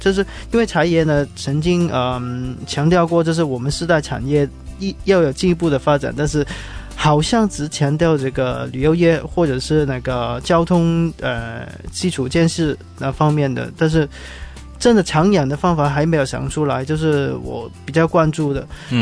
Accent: Hong Kong; 我作为一个香港人

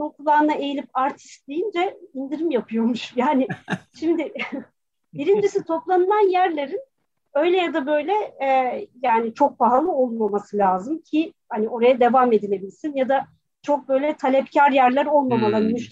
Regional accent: Kastamonu, Turkey; now in Istanbul, Turkey; Ya valla biz ailece Kastamonu muyuz

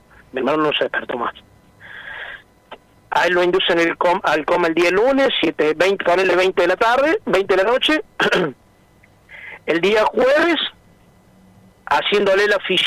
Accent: Villa Carlos Paz, Córdoba, Argentina; nosotros somos acá de Carlos Paz

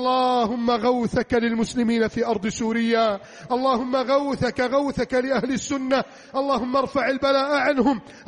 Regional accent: Egypt; اللهم اجعل بلدنا مصر آمنا مطمئنا

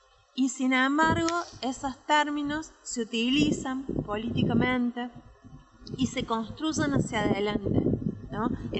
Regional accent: Patagonia, Argentina; quizás se nota por mi tonada, pero soy de la Patagonia, cuando me vine a vivir a Tralau, que me vine a vivir acá en el 2011

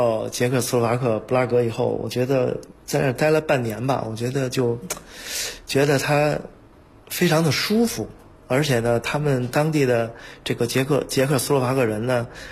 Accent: Beijing, China; moved away as an adult; now in Slovakia; 作为一个北京人

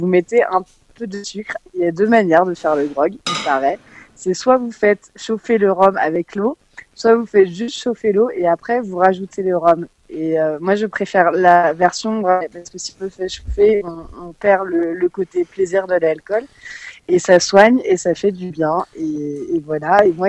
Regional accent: France; le rapport qualité-cuite n'est pas le même que chez nous en France

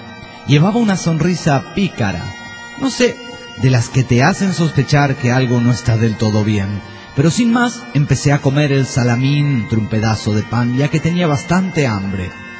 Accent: Villahermosa, Tabasco, Mexico; de Villahermosa, Tabasco, México.

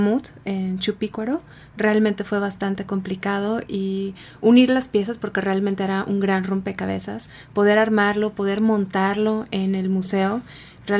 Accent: Monterrey, Nuevo León, Mexico; Bueno, empiezo yo. Yo soy de Monterrey.

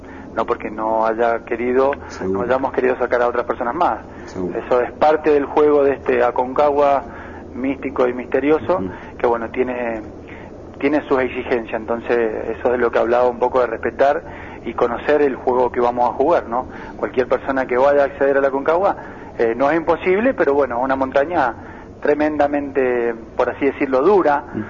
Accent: Mendoza, Argentina; also born or lived in Buenos Aires; Soy mendocino, nacido en Mendoza, viví durante 20 años en Buenos Aires.

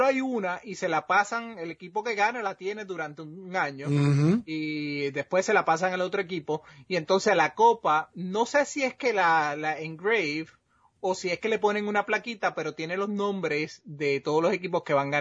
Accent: Puerto Rico; yo soy boricua, yo como mucho arroz

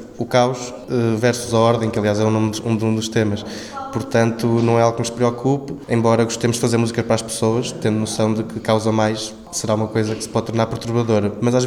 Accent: Estarreja, Centre, Portugal; Esta sala representa a sala onde eu cresci, vi os primeiros concertos

